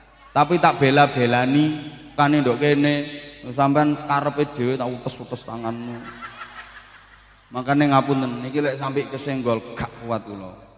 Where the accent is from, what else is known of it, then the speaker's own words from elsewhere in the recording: Bojonegoro, East Java, Indonesia; Ini versi daerah saya Bojonegoro.